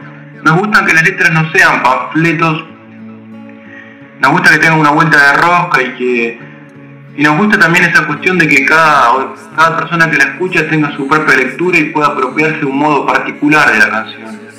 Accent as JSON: {"language": "Spanish", "town": "Glew", "region": "Buenos Aires Province", "country": "Argentina", "said": "Carlitos, Ángel y yo, somos de Gledu. Son ciudades que están al sur del conurbano de la provincia de Buenos Aires. Almirante Brown y Presidente Perón son los dos distritos que contienen estas localidades."}